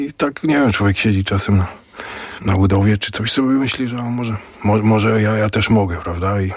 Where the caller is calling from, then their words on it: Masovian Voivodeship, Poland; jestem tutaj z Powiśla.